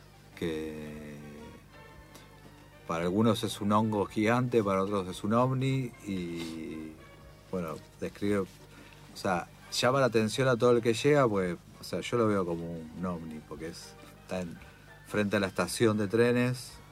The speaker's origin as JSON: {"language": "Spanish", "town": "Monte Grande", "region": "Buenos Aires Province", "country": "Argentina", "said": "que yo soy de Monte Grande, y Monte Grande tiene un ícono que es como un ovni en la plaza"}